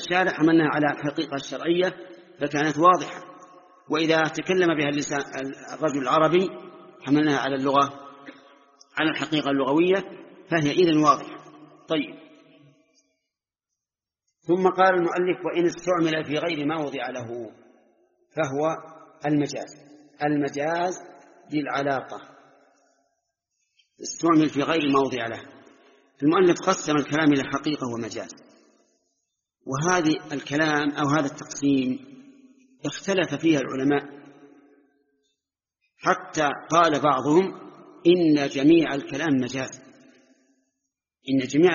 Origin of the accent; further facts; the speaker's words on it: Najd, Saudi Arabia; أما عندنا في نجد فالشات هي الأنثى من الضأن